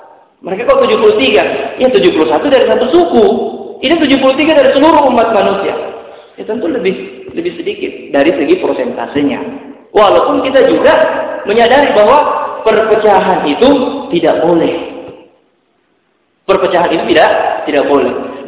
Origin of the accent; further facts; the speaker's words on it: Makassar, South Sulawesi, Indonesia; kita orang Makassar terpecah menjadi 71 golongan.